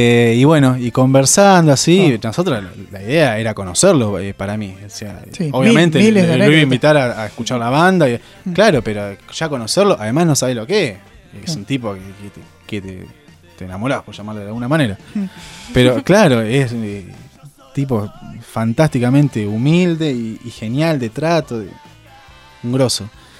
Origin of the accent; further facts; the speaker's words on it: Rauch, Buenos Aires Province, Argentina; Rausch es un pueblo de donde somos, Jacob y yo. Está al lado cerca de Tandil.